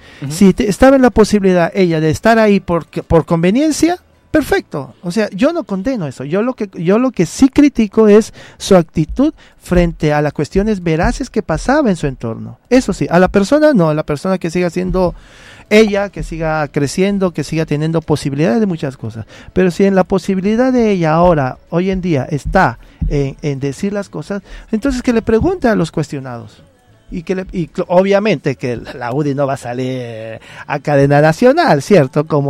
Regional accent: Lota, Biobío, Chile; yo soy pobre, soy de Lota.

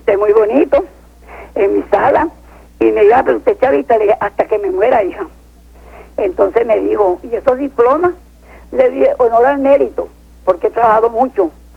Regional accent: Miranda, Venezuela; Yo soy Mirandina.

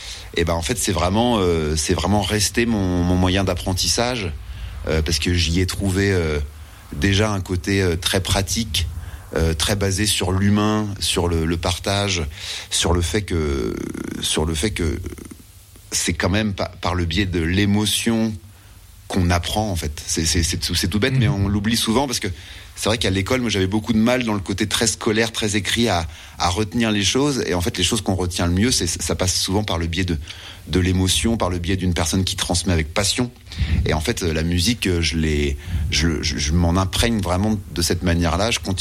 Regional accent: Saint-Dié, Grand Est, France; Moi je viens de Saint-Dié, donc du coup j'ai pas si souvent ça l'occasion de venir dans les coins de Remiremont.

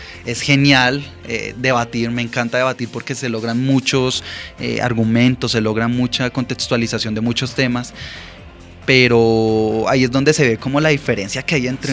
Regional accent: Soacha, Cundinamarca, Colombia; also born or lived in Bogotá; Yo soy de acá, yo soy de Bogotá, pero he vivido toda mi vida en Soacha.

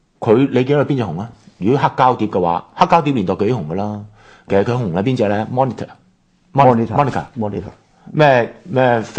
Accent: Hong Kong; 佢哋咧根本對我哋廣東人個文化，香港人尤其是香港人文化咧

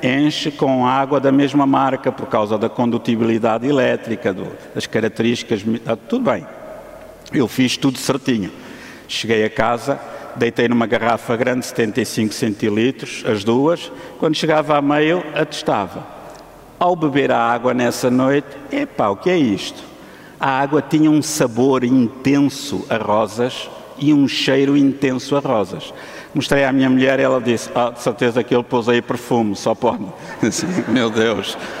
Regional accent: Portugal; trouxe logo 2, como um bom português, da mesma marca

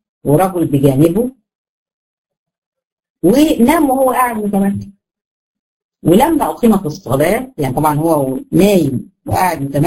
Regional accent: Egypt; وده يمكن المشهور عندنا في مصر

